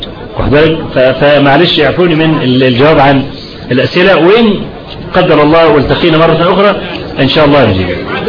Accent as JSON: {"language": "Arabic", "town": "Kafr El Sheikh", "region": "Kafr El Sheikh Governorate", "country": "Egypt", "tie": "born or raised there", "said": "لان انا من ابناء كفر الشيخ وسأكون أكثر تأثيرا"}